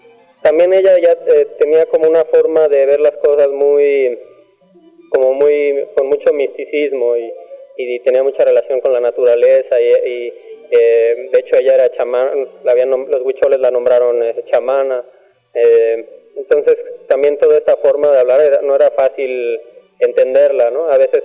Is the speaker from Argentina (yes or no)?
no; Mexico; que son parte de quiénes somos como mexicanos.